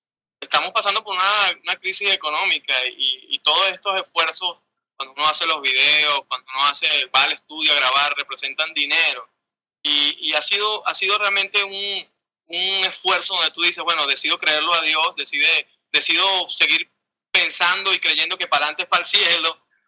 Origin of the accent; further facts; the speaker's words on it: Venezuela; En lo que yo estoy viviendo y que estamos viviendo como venezolanos, en medio de pruebas y tormentas